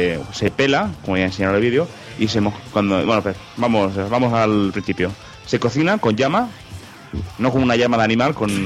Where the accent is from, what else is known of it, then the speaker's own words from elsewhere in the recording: Catalonia, Spain; como catalán, me ofende mucho.